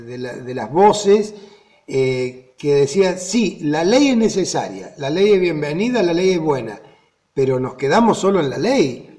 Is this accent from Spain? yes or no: no; Argentina; Por la concepción del argentino, por cómo somos los argentinos